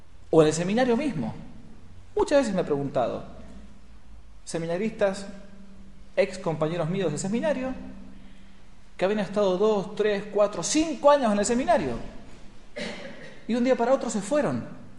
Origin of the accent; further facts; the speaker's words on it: Buenos Aires, Argentina; now in San Rafael, Argentina; De donde yo vengo, en Buenos Aires, uno cava un poco y fácilmente llega al medio metro de tierra.